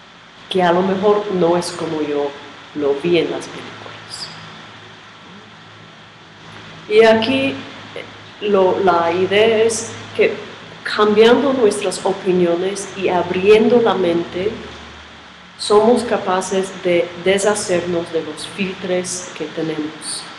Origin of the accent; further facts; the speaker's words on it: New York, United States; Yo, perdona, pero soy de Nueva York y pueden decir cualquier otra cosa.